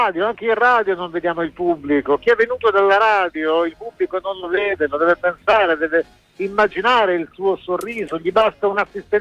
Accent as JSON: {"language": "Italian", "town": "Bologna", "region": "Emilia-Romagna", "country": "Italy", "said": "per noi che siamo bolognesi"}